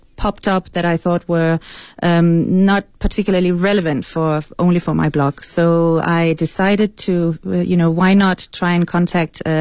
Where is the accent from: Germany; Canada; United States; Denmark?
Denmark; first language Danish; English is a second language; now in China; because I'm not an English native speaker, as you can probably hear, I also wanted to try and write something in Danish, my mother tongue